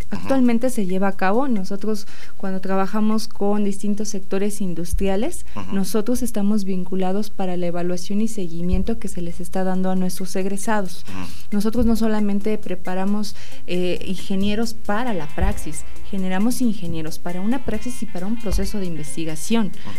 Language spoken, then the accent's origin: Spanish; Mexico; Entonces, ¿qué problema tenemos como mexicanos?